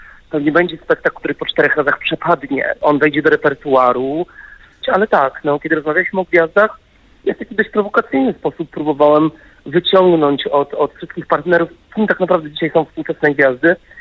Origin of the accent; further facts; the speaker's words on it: Wrocław, Lower Silesian Voivodeship, Poland; Ja sam jestem wrocławianinem